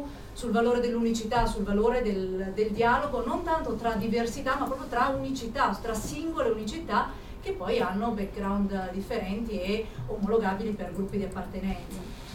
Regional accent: Milan, Lombardy, Italy; vengo da Milano, quindi non è molto distante

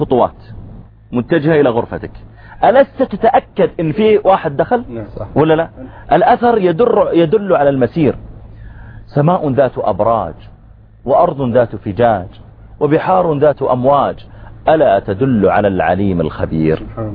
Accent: Saudi Arabia; وأقول أنا جئت من السعودية وكذا

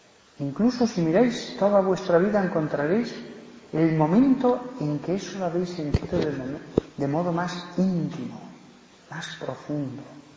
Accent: Barbastro, Aragon, Spain; en Barbastro, de donde soy

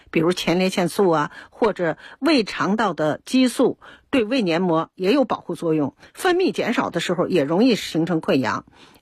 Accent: China; 我们中国人啊，中国的老百姓对灵芝就特别有好感

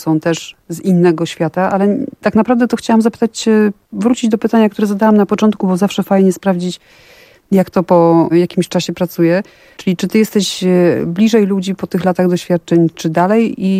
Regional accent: Warsaw, Masovian Voivodeship, Poland; Mi nie, jak widać, ja jestem z Warszawy.

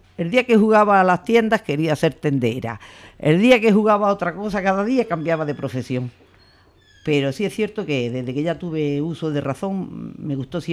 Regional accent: Zagra, Andalusia, Spain; Pues soy de un pueblo de la provincia de Granada que se llama Zagra. Es un pueblo pequeñito, pero es un pueblo bonito.

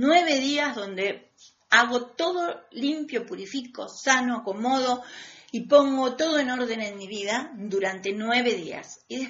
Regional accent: Argentina; El ángel del encuentro es lo que nos hace falta a este país como argentinos.

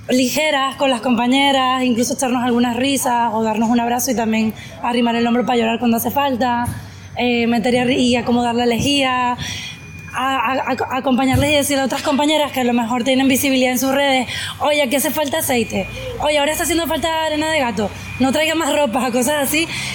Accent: Venezuela; now in Valencia, Spain; yo soy venezolana, pero tengo mucho tiempo ya viviendo por aquí, por La Terreta, en Valencia, en la zona del Cabañal.

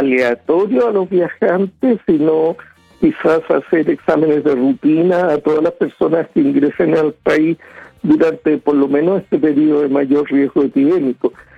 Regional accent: Chile; somos chilenos, nos interesa Chile.

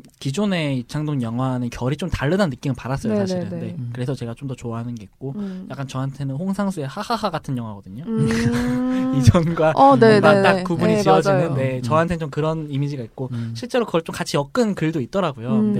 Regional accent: South Korea; born there; first language Korean; 내가 한국어를 모국어로 쓰고 한국에서 태어나고

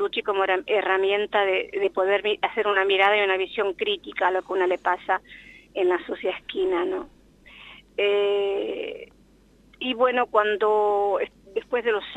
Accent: Sáenz Peña, Chaco, Argentina; moved away; yo soy de Sáenz Peña. Las dos sabemos lo que es la pobreza y querer salir a progresar.

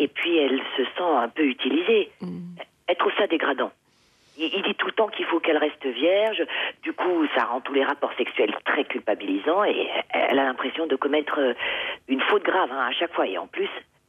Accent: Créteil, Île-de-France, France; born there; À Créteil. Je suis française.

